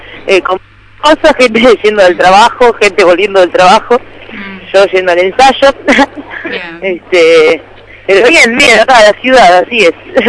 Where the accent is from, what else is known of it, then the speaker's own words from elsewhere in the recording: Remedios de Escalada, Buenos Aires Province, Argentina; also born or lived in Lanús / Palermo / Belgrano; Nací en Lanús. ¿Qué? A partir de Lanús me crié en Remedios de Escalada.